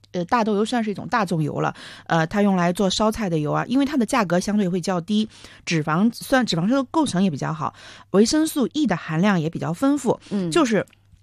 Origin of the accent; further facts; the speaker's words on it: South China, China; 因为我是南方人嘛